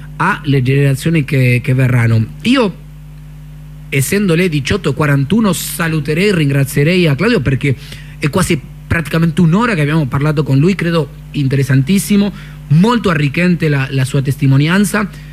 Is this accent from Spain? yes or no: no; Argentina; now in Italy; siendo argentino